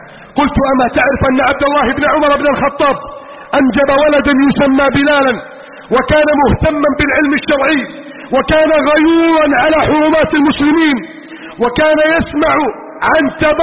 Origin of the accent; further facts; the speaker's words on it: Egypt; واجعل بلدنا مصر آمنا مطمئنا سخاء رخاء عظيما منتصرا كبيرا يا رب العالمين